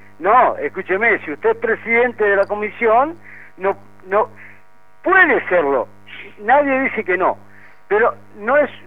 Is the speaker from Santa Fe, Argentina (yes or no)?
yes; Santa Fe, Argentina; Yo le comento, del año 83, que soy árbitro santafesino.